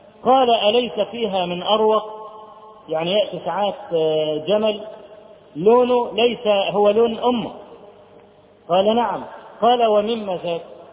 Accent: Egypt; فرجل اول ما عرف ان انا من مصر قال براميدس براميدس، يعني الاهرام

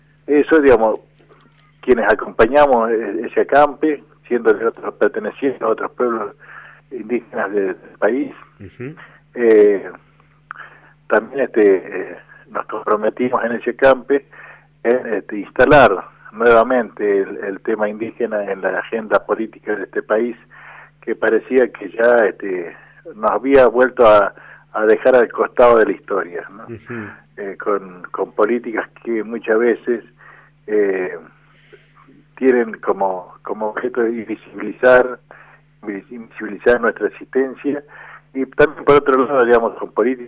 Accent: Andalgalá, Catamarca, Argentina; los más amigos, y soy de Andalgalá, provincia de Catamarca.

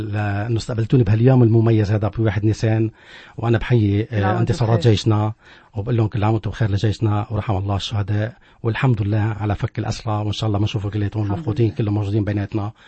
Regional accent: Tartus, Tartus Governorate, Syria; هو فنان عندنا بطرطوس

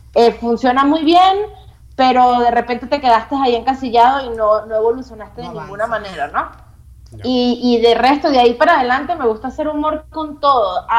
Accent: Venezuela; now in Mexico; en Venezuela somos muy directos, somos muy como en Argentina, o sea, se dicen las cosas y capaz muy como en España. Aquí en México

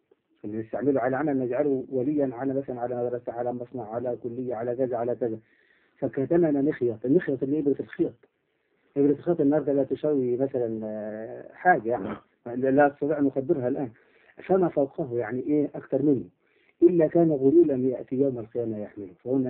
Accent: Upper Egypt, Egypt; إحنا عندنا في الصعيد نقول يضرب الجلة

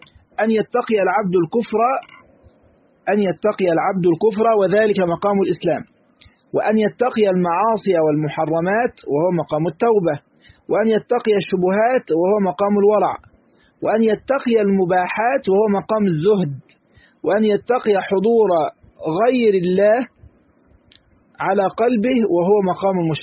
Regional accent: Egypt; واحنا كمصريين يعني واللغه بتاعتنا كده معروفه

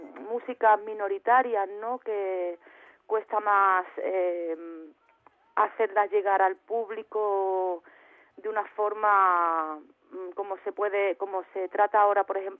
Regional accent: Andalusia, Spain; poder ir allí a mi tierra, por la parte de Málaga

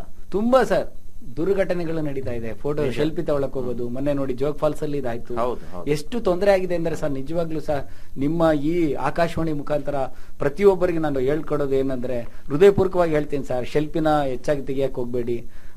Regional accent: Mallapura, Karnataka, India; also born or lived in Chiluru; ನಾನು ಹುಟ್ಟಿ ಬೆಳೆದಿದ್ದು ಹೊನ್ನಾಳಿ ತಾಲೂಕು ಚೀಲೂರಲ್ಲಿ ಹುಟ್ಟಿದ್ದು ಸರ್. ನಾನು ಬೆಳೆದಿದ್ದೆಲ್ಲ ಮಲ್ಲಾಪುರದಲ್ಲಿ.

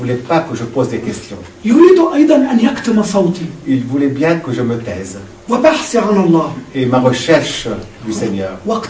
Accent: Egypt; Ma sœur était chez nous en Égypte trois mois plus tôt.

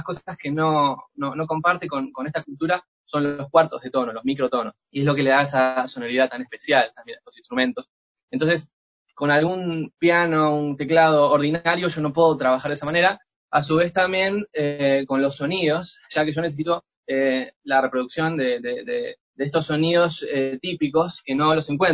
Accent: Argentina; yo llego justo el día que cierran la frontera en mi país, en Argentina

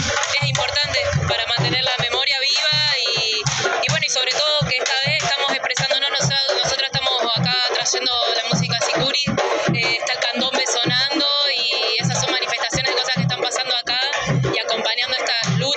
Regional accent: Cuesta Blanca, Córdoba, Argentina; de Cuesta Blanca.

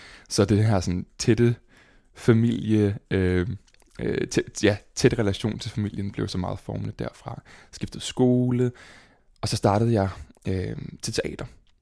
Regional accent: Roskilde, Zealand, Denmark; jeg er fra Roskilde, og er født og opvokset der. Meget af min familie er fra Roskilde og bor i Roskilde. Boede i sådan en lille by, der hedder Svorslev, uden for Roskilde. En lille sådan lokalsamfund

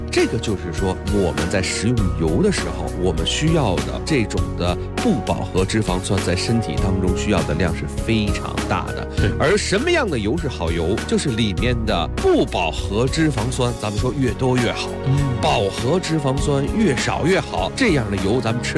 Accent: China; 因为我们中国人喜欢是高温烹调

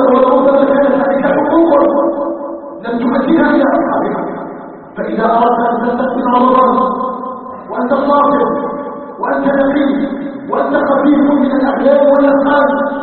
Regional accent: Algeria; نسأله تبارك وتعالى أن يجعل بلدنا الجزائر بلداً آمناً مطمئناً

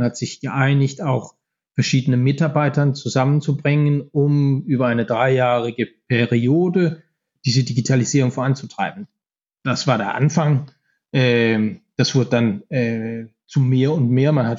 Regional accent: Denmark; German is a second language; Ich bin aus Dänemark.

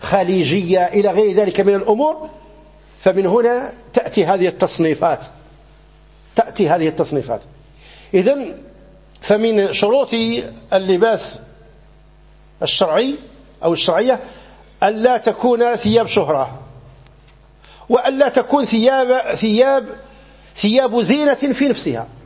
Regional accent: Morocco; فمثلا عندنا في المغرب

